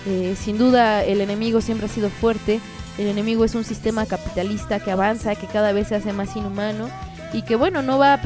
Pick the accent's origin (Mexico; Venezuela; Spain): Mexico; Y sí, somos mexicanos que le estamos acá chingando